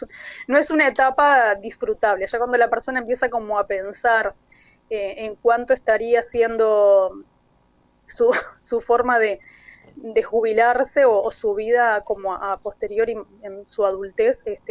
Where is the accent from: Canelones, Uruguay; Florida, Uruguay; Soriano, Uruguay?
Soriano, Uruguay; Mercedes; now in Montevideo, Uruguay; en mis 46 años de vida, claro, tengo más años de vida acá en Montevideo que en mi ciudad natal, pero yo soy de Mercedes, ahí de Soriano, limítrofe con Río Negro